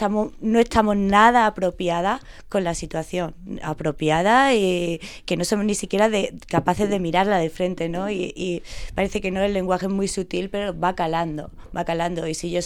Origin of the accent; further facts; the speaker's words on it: Andalusia, Spain; yo llamo una niña, soy de andaluza también